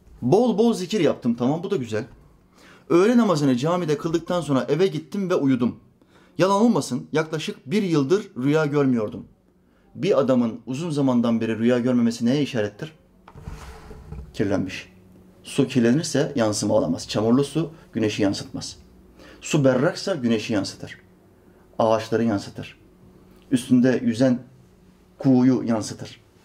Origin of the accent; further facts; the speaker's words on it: Norway; Bu arada ben Norveç'te doğdum, büyüdüm. Ama bizim memleket Makedonya Resne.